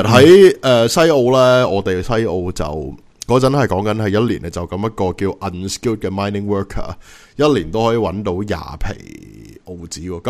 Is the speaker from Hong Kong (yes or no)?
no; Canada; now in Australia; 因为你知道其实我系加拿大嚟噶嘛